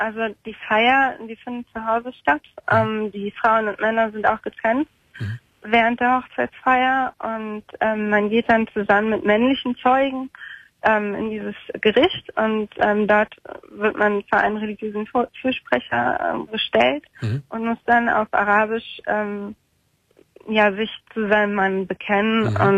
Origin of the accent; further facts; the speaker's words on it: Germany; Und ich bin Deutsche, genau.